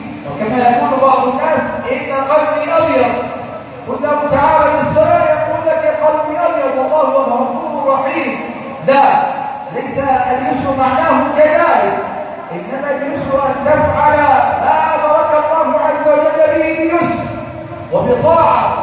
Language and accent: Arabic; Egypt; اللهم اجعل بلدنا مصر امنا امانا